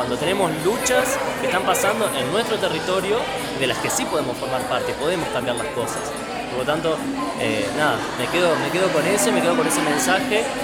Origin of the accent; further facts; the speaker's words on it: Marcos Juárez, Córdoba, Argentina; now in Córdoba, Argentina; Yo soy de Marco Juárez, y en Marco Juárez, como algunos sabrán, es una zona rodeada de campos